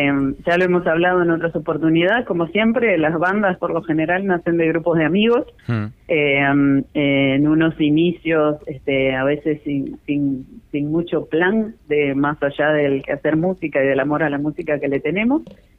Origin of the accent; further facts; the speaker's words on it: Ciudad de la Costa, Canelones, Uruguay; Actualmente incluso los 4 integrantes de … somos todos de Ciudad de la Costa